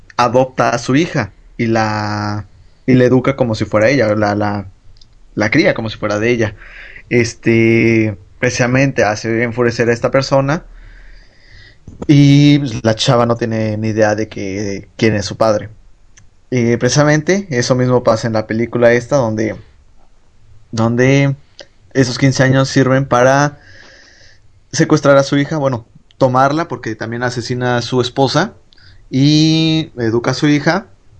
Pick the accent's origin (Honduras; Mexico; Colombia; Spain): Mexico; O sea, nosotros somos latinos, somos mexicanos, son europeos, son asiáticos, son chinos, son negros.